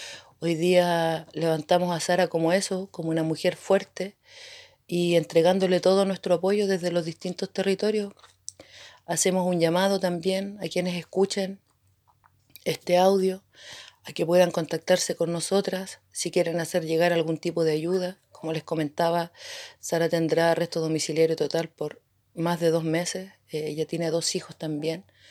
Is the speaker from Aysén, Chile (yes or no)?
yes; Puerto Cisnes, Aysén, Chile; soy de Puerto Cisnes